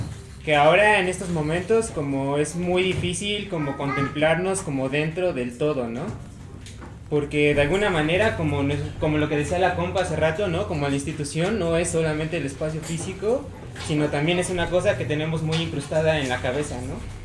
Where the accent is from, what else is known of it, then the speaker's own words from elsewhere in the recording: Mexico City, Mexico; Yo nací en DF, como de niño, y después me fui a la comunidad y aprendí muchas cosas de ahí, muchos valores y muchas cosas chidas, pero también era claro que no era precisamente yo de ahí, ¿no?